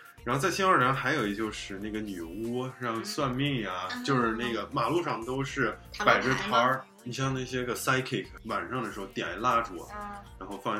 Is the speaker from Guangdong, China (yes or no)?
no; Beijing, China; now in United States; 我说在北京整个有一条长街，然后包括我家门口都卖这个东西